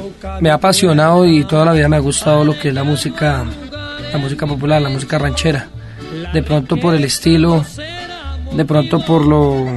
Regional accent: Tolima, Colombia; now in Bogotá, Colombia; Yo soy nacido en Bogotá, criado un tiempo en el departamento del Tolima, pero nuevamente radicado aquí en la Bogotá.

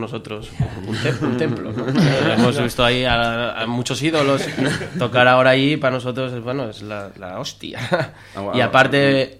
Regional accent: Gijón, Asturias, Spain; O sea, sí, yo soy de Cimavilla, vivo en Cimavilla.

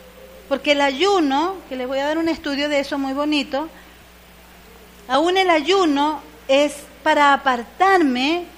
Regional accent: Venezuela; yo soy latina, soy de aquí, de Venezuela.

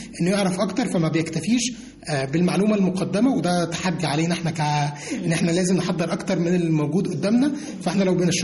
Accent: Egypt; وحتى طريقة تفكير الطلبة عندنا في مصر بتبقى مختلفة شوية عن طريقة تفكير الشباب التانيين.

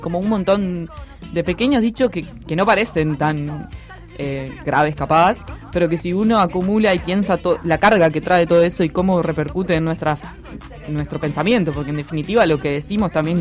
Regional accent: Uruguay; pero somos todos uruguayos.

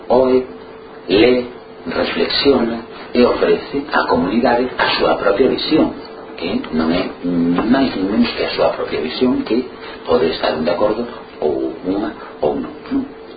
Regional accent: Galicia, Spain

